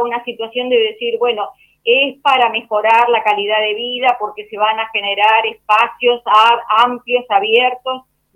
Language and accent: Spanish; Buenos Aires, Argentina; porque soy del barrio de Urquiza, de la Comuna 12